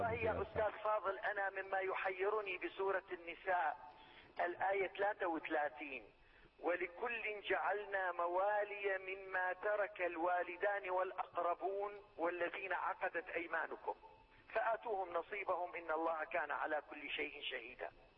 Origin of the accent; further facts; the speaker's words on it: Syria; من سوريا.